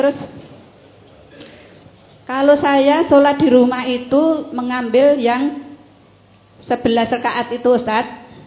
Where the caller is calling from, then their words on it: Ambarawa, Central Java, Indonesia; dari Ambarawa, Semarang, Baran Gembiang.